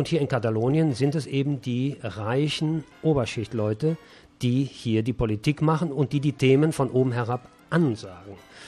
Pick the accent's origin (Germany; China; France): Germany; Und wir als Deutsche wissen natürlich vielleicht ein bisschen mehr, als vielleicht andere Nationen über dieses Thema.